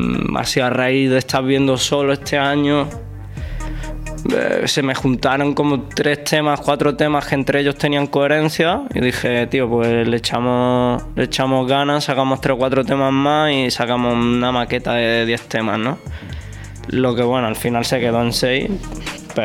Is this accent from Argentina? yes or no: no; Córdoba, Andalusia, Spain; Ok, bueno, yo soy un chaval de Córdoba.